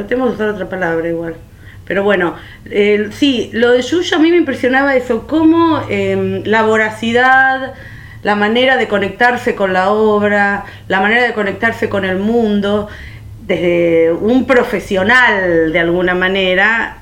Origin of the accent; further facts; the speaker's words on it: Munro, Buenos Aires Province, Argentina; born there; yo nací en Munro el 1 de mayo de 1962, de una familia con cierta cultura, pero obreros de alguna manera, porque mi mamá es modista, mi papá es carpintero